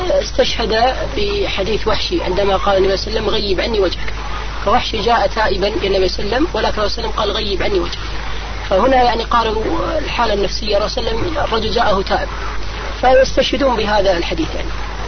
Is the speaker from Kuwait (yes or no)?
yes; Kuwait; هناك يعني عندنا في الكويت